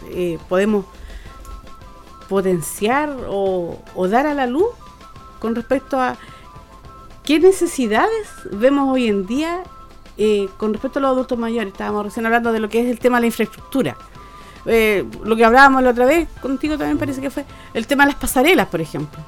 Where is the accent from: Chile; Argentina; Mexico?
Chile; todos somos chilenos y soberanos, como decimos